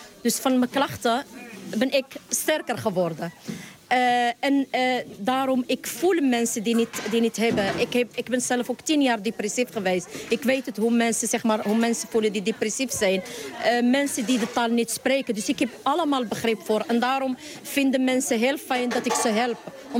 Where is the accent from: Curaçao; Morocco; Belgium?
Morocco; now in Netherlands; Ik ben uit Marokko naar Nederland gekomen.